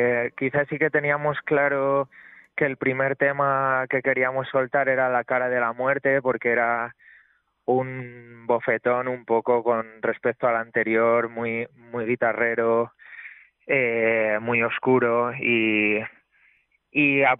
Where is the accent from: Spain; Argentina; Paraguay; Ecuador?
Spain; San Martín del Castañar, Castile and León; Me fui un mes a mi pueblo, a San Martín del Castañar, en Salamanca